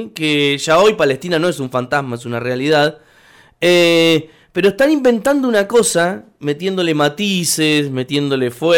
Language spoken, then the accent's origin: Spanish; San Martín de los Andes, Neuquén, Argentina; now in Buenos Aires, Argentina; cuando llegás a ese lugar en Buenos Aires y decís que sos de San Martín de los Andes, de la Patagonia